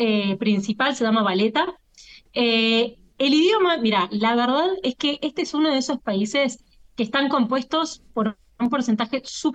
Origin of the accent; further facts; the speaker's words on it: San Juan, Argentina; para la escala que nosotros tenemos como argentinos y argentinas